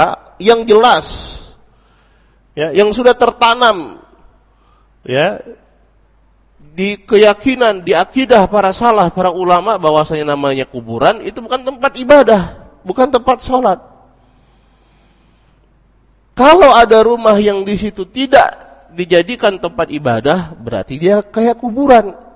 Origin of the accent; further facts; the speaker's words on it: Sungai Penuh, Jambi, Indonesia; contohnya di kampung saya di Sungai Penuhana itu.